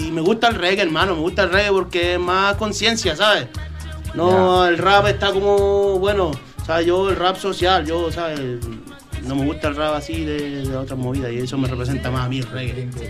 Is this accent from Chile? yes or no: yes; Chile; now in Spain; No sé, en Chile, bueno, yo es que soy chileno, ¿sabes?